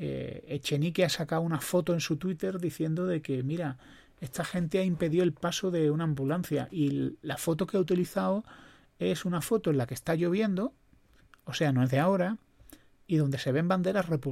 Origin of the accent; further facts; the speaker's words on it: Spain; como español